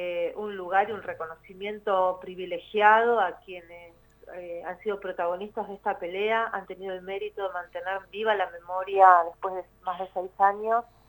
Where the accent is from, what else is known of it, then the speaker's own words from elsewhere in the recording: La Plata, Buenos Aires Province, Argentina; Yo soy del barrio de La Loma, así que es un barrio que fue muy afectado por la inundación del 2 y 3 de abril